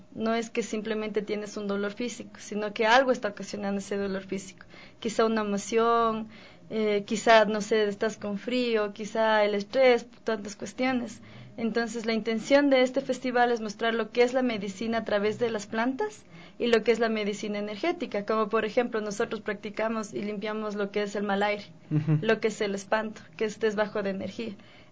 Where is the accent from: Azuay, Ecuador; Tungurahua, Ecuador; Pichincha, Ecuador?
Pichincha, Ecuador; Tabalo; yo no soy de Calacalí, soy de Tabalo, quichua indígena de Tabalo.